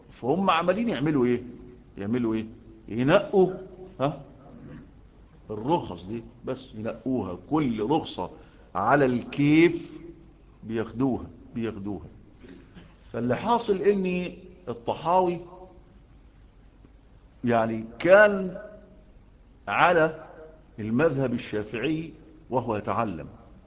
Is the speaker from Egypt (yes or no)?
yes; Egypt; لأن القانون عندنا في مصر بيلم يعني الزبالات